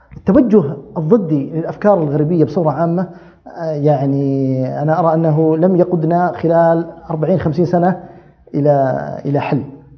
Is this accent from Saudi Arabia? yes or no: yes; Saudi Arabia; عندنا في السعودية